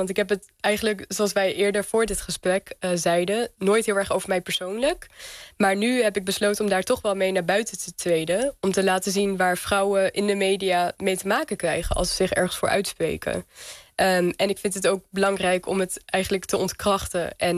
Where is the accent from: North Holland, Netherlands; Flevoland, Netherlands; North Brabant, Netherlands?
Flevoland, Netherlands; Lelystad; Ik groeide op in Lelystad, in Flevoland, de polder. Dus eigenlijk allemaal door de mens gemaakte natuur.